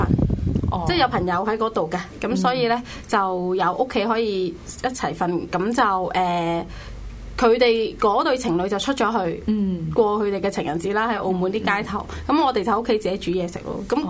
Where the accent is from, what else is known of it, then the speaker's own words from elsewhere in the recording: Shenzhen, Guangdong, China; now in Hong Kong; 就去咗深圳我老家。